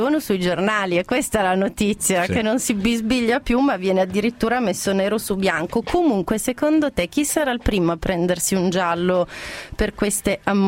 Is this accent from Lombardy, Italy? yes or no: no; Turin, Piedmont, Italy; io sono torinese, quindi un po' sabauda